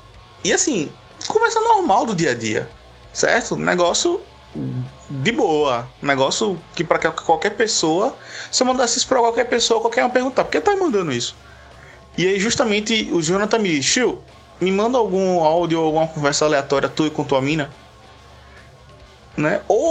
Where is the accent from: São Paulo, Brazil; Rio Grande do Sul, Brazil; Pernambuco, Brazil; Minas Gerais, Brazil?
Pernambuco, Brazil; Recife; Eu sou de Recife, ela é de Salvador, 800 km de distância.